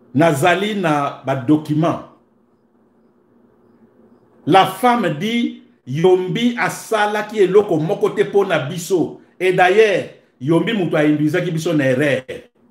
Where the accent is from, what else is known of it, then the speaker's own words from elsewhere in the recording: DR Congo; Je suis congolais.